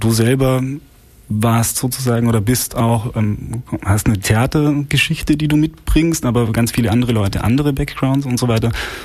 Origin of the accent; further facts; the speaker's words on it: Austria; Ja, ich als Österreicher muss leider sagen, es war mal Deutschland.